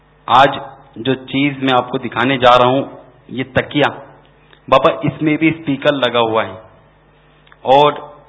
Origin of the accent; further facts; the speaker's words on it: Karachi, Sindh, Pakistan; میرا تعلق باب المدینہ کراچی سے ہے.